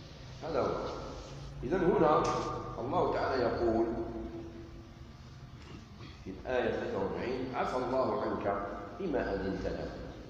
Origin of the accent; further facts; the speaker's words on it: Algeria; يعني عندنا في الجزائر يستعمل كلمة الشيات،